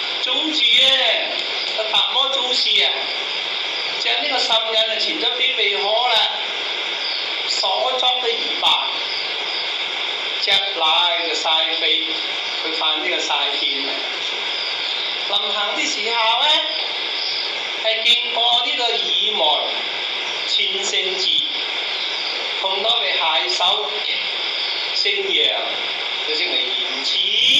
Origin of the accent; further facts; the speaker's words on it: Guangdong, China; 但我哋廣東人咧就佔咗范陽嗰個方啊。